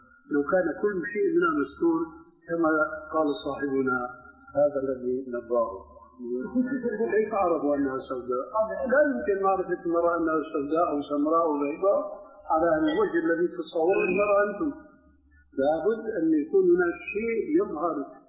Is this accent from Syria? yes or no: yes; Syria; عندنا في الشام